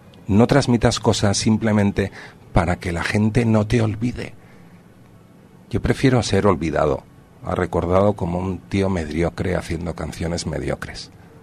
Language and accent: Spanish; Madrid, Community of Madrid, Spain; moved away as an adult; now in San Sebastián, Spain; esté en Donosti desde los 18 años, que fue cuando abandoné entre comillas la presencia día a día en mi ciudad natal.